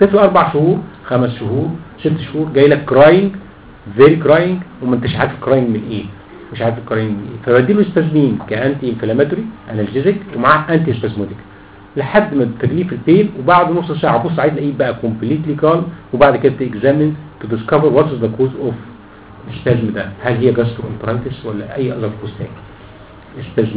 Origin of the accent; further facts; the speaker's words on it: Egypt; ما بيتصنعش عندنا في مصر